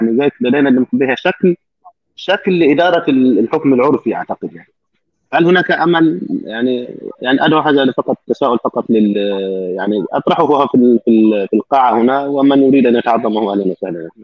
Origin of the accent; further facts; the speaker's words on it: Upper Egypt, Egypt; also born or lived in Cairo; now in Germany; وانا من الصعيد يعني من ريف، وعشت في القاهره والان في المانيا،